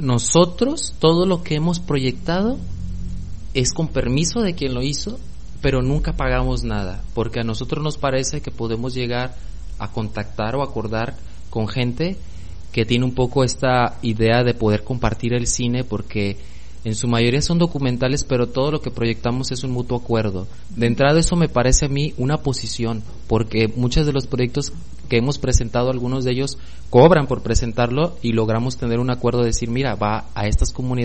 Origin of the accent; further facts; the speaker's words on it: Armería, Colima, Mexico; en donde yo soy, de Armería, había un cine